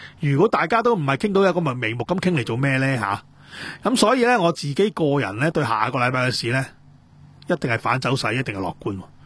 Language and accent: Cantonese; Kwun Tong, Kowloon, Hong Kong; 因為聽日觀塘有遊行，關於觀塘我老家